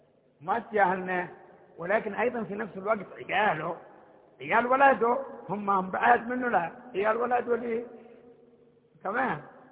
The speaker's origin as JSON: {"language": "Arabic", "region": "Hadhramaut", "country": "Yemen", "said": "إحنا من حضرموت، حضرموت كمان خبامة الشمس قدها حق العشي"}